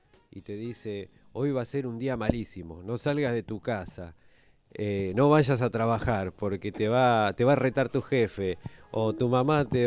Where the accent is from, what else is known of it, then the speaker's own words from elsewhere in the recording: San Miguel, Buenos Aires Province, Argentina; nací en Capital, en el Hospital de Clínicas San Martín. Nací en Capital y me crié viví hasta los 25 años en San Miguel.